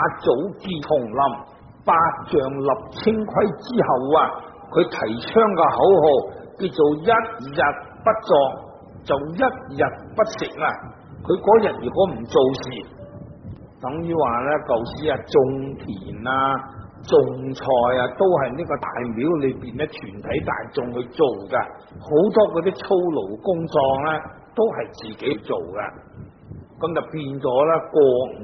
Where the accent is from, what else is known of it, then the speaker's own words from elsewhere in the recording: Guangdong, China; 即使住响南方，我哋广东人、广东省啊，热天就当然唔会冻啦。